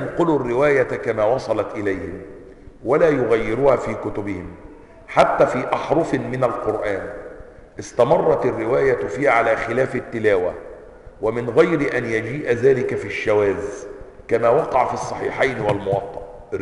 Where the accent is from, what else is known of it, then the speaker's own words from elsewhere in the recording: Egypt; accent: Egyptian; طب عايزني اتكلم سعودي؟ من السعودي؟ اتكلم يمني مانيش يمني؟